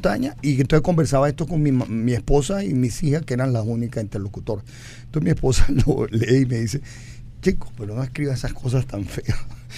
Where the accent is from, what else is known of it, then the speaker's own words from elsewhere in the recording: Venezuela; Sí, como somos los venezolanos.